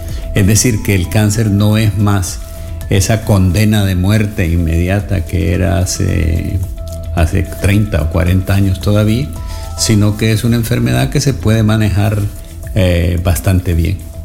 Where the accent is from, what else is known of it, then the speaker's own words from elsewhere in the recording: Honduras; Yo estudié medicina en El Salvador, aunque soy hondureño